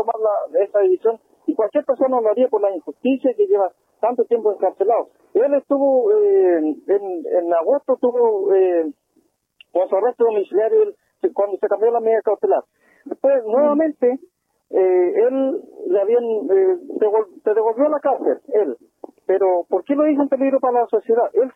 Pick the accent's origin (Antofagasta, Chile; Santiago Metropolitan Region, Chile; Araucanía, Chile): Araucanía, Chile; sabiendo que nosotros somos de Cato